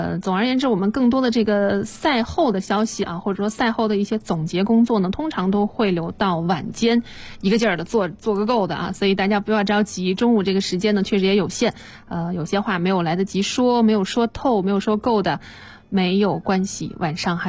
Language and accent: Chinese; Nanjing, Jiangsu, China; 新的一线城市里边也多了我的家乡南京。